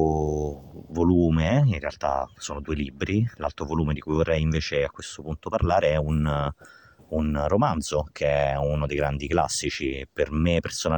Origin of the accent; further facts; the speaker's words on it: Marche, Italy; Io sono marchigiano